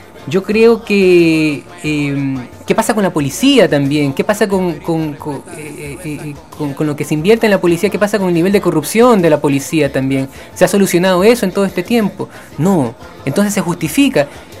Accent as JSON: {"language": "Spanish", "country": "Ecuador", "said": "Yo como ecuatoriano lo he vivido"}